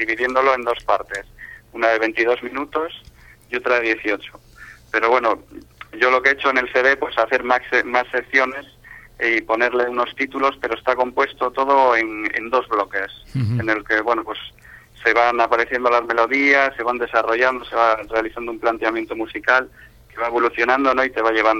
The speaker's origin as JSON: {"language": "Spanish", "town": "Santander", "region": "Cantabria", "country": "Spain", "said": "Bueno, pues concretamente soy de Santander, y bueno, aunque estoy muy ligado también a la zona de Alfoz de Lloredo, el municipio de Alfoz de Lloredo"}